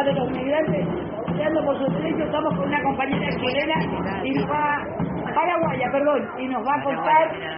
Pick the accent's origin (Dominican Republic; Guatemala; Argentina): Argentina; estoy acompañando esta movilización de las y los migrantes porque como Argentina me parece que es nuestra obligación acompañar a todas las personas migrantes que hacen de este país un país mejor